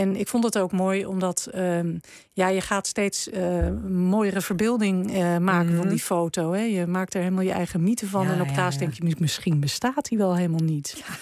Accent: Netherlands; En daarom voelen wij ons als Nederlanders zo verbonden met die watersnoodrampen.

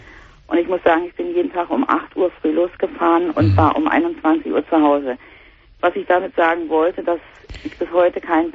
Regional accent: East Germany, Germany; ich sagte ja, ich komme aus dem Osten. Und zu der Zeit sind ja hier im Osten Kaufhäuser aus dem Boden geschossen wie Pilze.

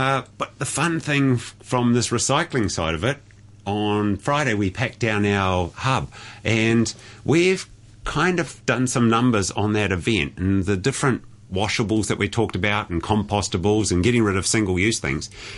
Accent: New Zealand; The fun thing as a Kiwi angle was, is these, and I put a post on my own Facebook page, is there's all these plastic milk cartons there. From New Zealand.

